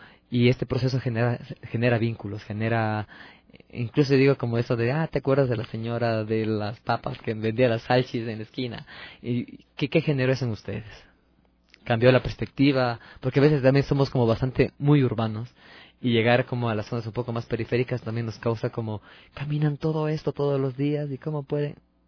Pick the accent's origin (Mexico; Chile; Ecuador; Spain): Ecuador; Cuenca, Azuay; now in Quito, Ecuador; Yo, bueno, no soy quiteño, yo soy de la ciudad de Cuenca, vivo aquí ya un par de años.